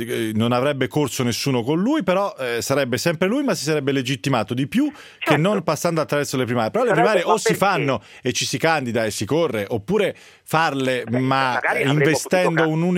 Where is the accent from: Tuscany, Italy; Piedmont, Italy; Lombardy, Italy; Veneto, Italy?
Tuscany, Italy; Mi pare, come detto, sono toscano anch'io, si dice così.